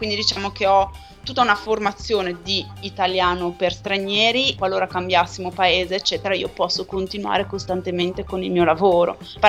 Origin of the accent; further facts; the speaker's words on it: Genoa, Liguria, Italy; Noi siamo diffidenti storicamente